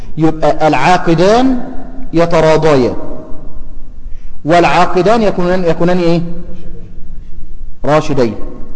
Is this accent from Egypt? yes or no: yes; Egypt; الفصال عندنا في مصر